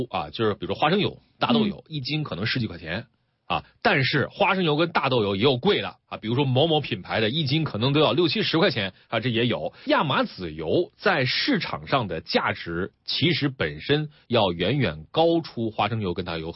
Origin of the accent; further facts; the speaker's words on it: China; 就是现在我们中国人随着这个我们兜里边钱越来越多哈